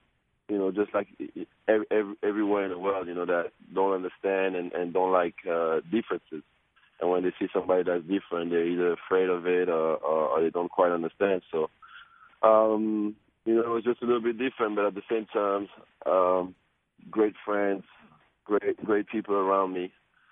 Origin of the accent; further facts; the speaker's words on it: Switzerland; growing up in Switzerland as a mixed kid and, you know, with very artistic parents.